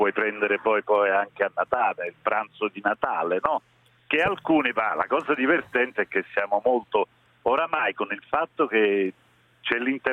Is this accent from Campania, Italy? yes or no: yes; Naples, Campania, Italy; Un napoletano che non ama gli struffoli, assolutamente no, e che non ama anche il capitone. Quindi sono proprio atipico.